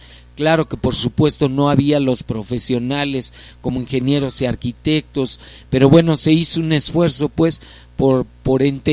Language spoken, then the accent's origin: Spanish; Iztapalapa, Mexico City, Mexico; Sí, algunos somos originarios de Iztapalapa, uh-huh. O sea, sé que nacimos acá.